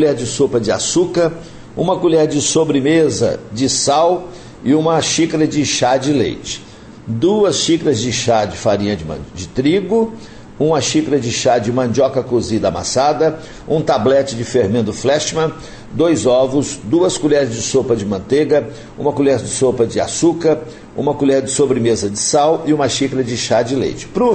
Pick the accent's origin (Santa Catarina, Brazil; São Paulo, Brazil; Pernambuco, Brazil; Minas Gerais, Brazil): Minas Gerais, Brazil; E como ela é baiana e eu sou mineiro, lá em casa virou uma bagunça.